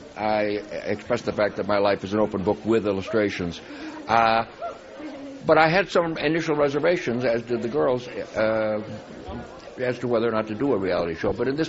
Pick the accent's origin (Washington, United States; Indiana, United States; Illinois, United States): Illinois, United States; Chicago; we had a wonderful couple of days in Chicago, my hometown where I grew up, and went back and visited my old neighborhood, my old schools